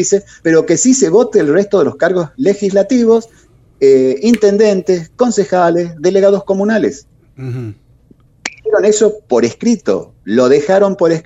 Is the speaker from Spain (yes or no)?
no; Tucumán, Argentina; la verdad, como tucumano